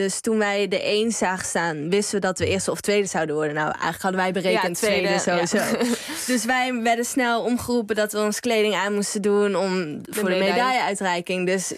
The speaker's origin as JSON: {"language": "Dutch", "region": "North Brabant", "country": "Netherlands", "said": "Nee, als Brabanders zit dat erin."}